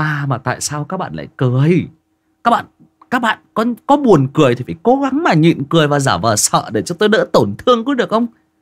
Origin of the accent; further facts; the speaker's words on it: Northern Vietnam, Vietnam; Mình mặc dù mình là người miền Bắc, nhưng mà khi nghe Huy đọc về những chuyện về miền Tây